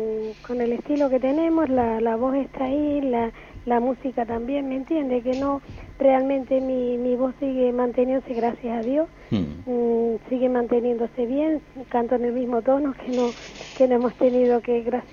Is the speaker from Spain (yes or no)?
yes; Canary Islands, Spain; soy canaria de las 7 islas.